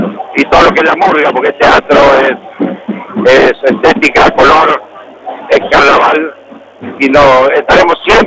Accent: Argentina; A mí me llena de orgullo como argentino.

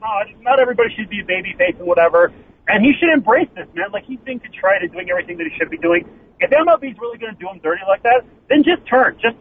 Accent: Montreal, Quebec, Canada; They're from Montreal, too. They're from my hometown, specifically.

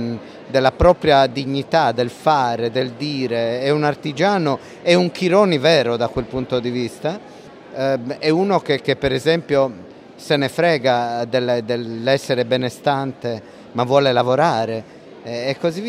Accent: Sardinia, Italy; Noi, in quanto sardi, eravamo esperti di Prima Guerra Mondiale

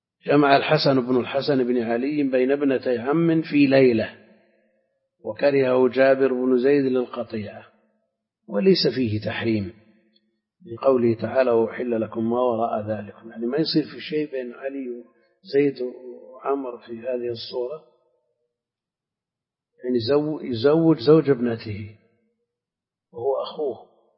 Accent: Al-Qassim, Saudi Arabia; لا، عندنا في القصيم كثير تزوج اثنتين

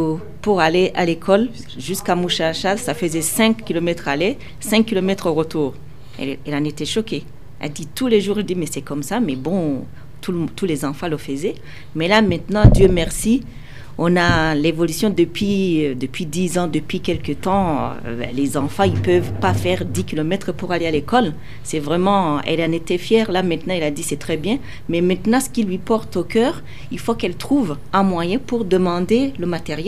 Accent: Gitega, Gitega Province, Burundi; Alors moi je suis originaire de Gitega, sur la commune de Biloré.

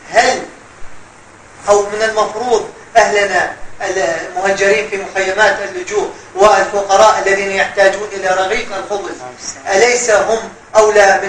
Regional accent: Syria; نحن من أبناء سوريا

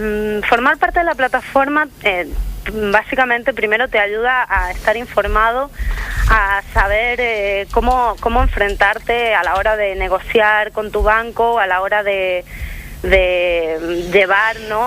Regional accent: Argentina; born there; Yo nací en Argentina.

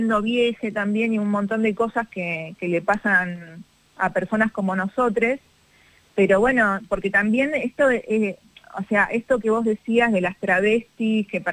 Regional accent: Tigre, Buenos Aires Province, Argentina; de niña vivía en Tigre, en el partido de Tigre, y ahí eran muy importantes los carnavales en todos los barrios

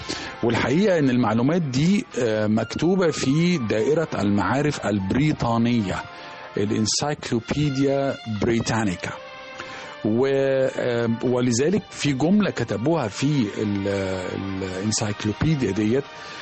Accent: Alexandria, Alexandria Governorate, Egypt; هو الحقيقة يعني في الطفولة والشباب كان بيبقى في السواحل والشواطئ عندنا في اسكندرية

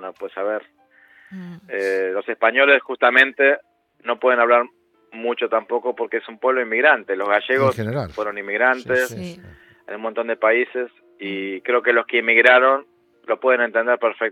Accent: Argentina; moved away; nuestra inmigración, la que vinimos de Argentina, es más bien una inmigración económica

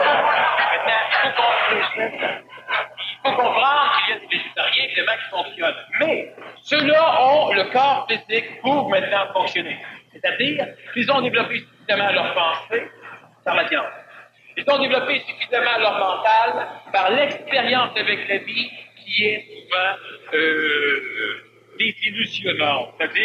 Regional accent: Montreal, Quebec, Canada; Je suis un Montréalais. Je suis un Québécois.

